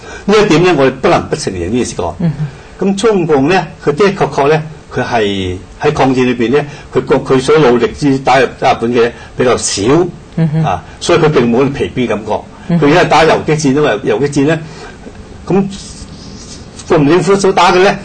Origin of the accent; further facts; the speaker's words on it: China; 所以我哋中國人，我哋唔係話唔要創造